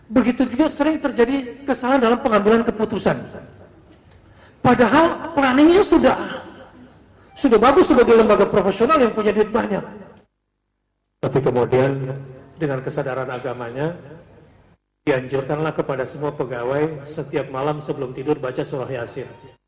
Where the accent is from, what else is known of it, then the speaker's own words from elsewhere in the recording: Indonesia; Kalau kita nih orang Melayu misalnya, ya, orang Indonesia, ketemu orang Malaysia merasa saudara gak?